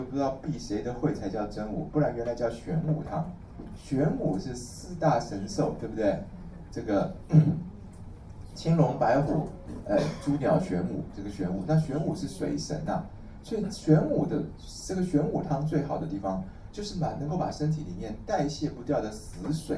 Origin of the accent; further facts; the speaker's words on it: Taiwan; 可是呢，其实我们台湾人啊，一感冒就喉咙痛的比例应该是很高的